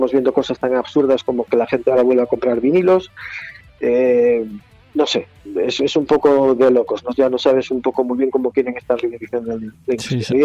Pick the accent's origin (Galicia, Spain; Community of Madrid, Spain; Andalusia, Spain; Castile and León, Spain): Galicia, Spain; Y que para ser gallegos ya es complicado, porque no sabemos si vamos y venimos, si subimos o si bajamos